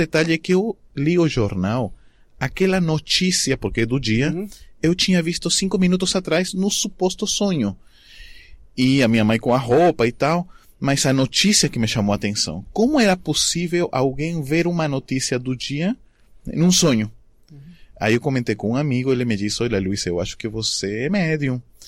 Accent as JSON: {"language": "Portuguese", "region": "Arequipa", "country": "Peru", "tie": "born or raised there", "second_language": "Portuguese", "said": "depois fui para minha cidade natal, Arequipa"}